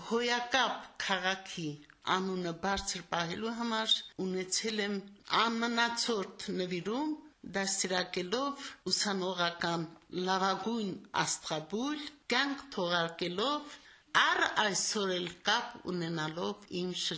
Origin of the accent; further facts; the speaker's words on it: Samtskhe-Javakheti, Georgia; moved away; also born or lived in Shushi; ես ասում եմ ավելի շատ ես Ղարաբաղցի եմ, քան Ջավախցի։